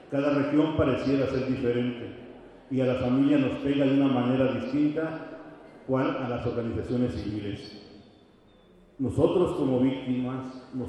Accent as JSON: {"language": "Spanish", "country": "Mexico", "said": "nosotros como seres humanos, como mexicanos, no podíamos fallarnos."}